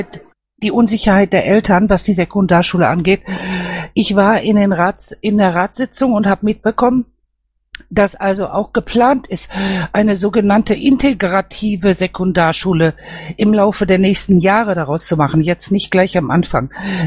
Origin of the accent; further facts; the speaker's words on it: Castrop-Rauxel, North Rhine-Westphalia, Germany; Ich bin aus Castrop